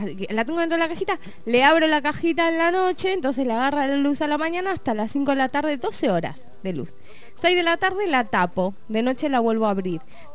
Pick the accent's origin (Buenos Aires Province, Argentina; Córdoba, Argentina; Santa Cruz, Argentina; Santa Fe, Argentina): Buenos Aires Province, Argentina; Mar del Plata; en mi ciudad natal, Mar del Plata, todos saben, es inédito eso.